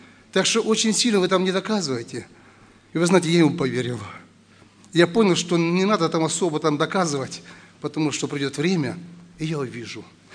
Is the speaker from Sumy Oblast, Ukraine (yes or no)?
yes; Lebedyn, Sumy Oblast, Ukraine; Приехал я с Украины, в Сумской области, есть такой город Лебедин.